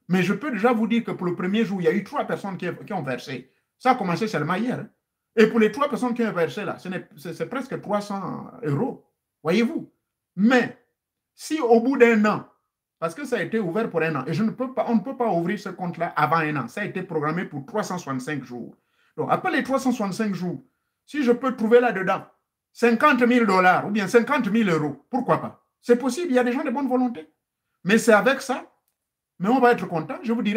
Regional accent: Gabon; chez nous au Gabon

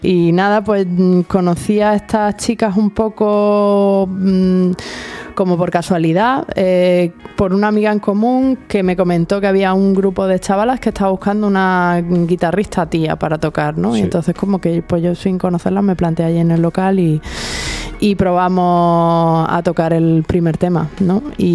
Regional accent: San Pedro de Alcántara, Andalusia, Spain; allí en el pueblo donde me crié, en San Pedro de Alcántara

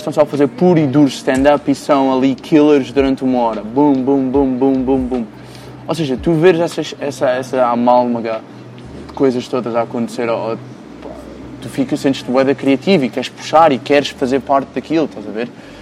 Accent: Lisbon, Portugal; Sempre que eu falo com estrangeiros e digo que sou de Portugal, Lisboa

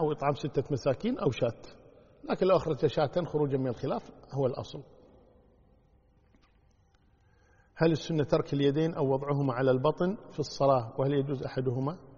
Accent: Kuwait; والله إذا كان عندنا في الكويت تروح الوزارة تكلمهم

